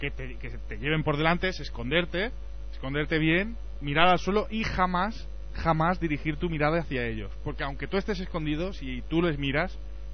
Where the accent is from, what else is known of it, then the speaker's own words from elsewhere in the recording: Aragon, Spain; Es en Aragón, como aragonés te digo que hay